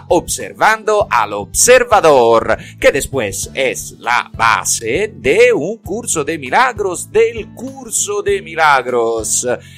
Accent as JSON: {"language": "Spanish", "region": "Tuscany", "country": "Italy", "said": "Soy típicamente italiano e italiano de mi región, de Toscana."}